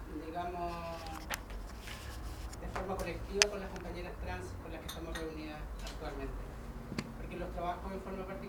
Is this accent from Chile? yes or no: yes; Temuco, Araucanía, Chile; a la colectiva trans feminista Temuco. Somos de Temuco.